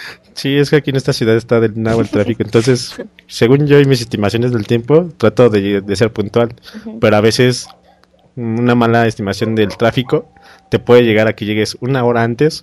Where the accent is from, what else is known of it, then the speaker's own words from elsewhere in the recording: Mexico City, Mexico; yo soy de la Ciudad de México